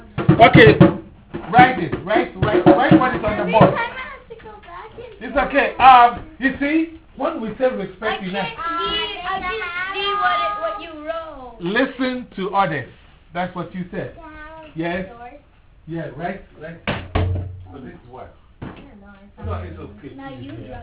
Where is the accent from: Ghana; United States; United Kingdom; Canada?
Ghana; I'm from Ghana, right? Ghana is in Africa.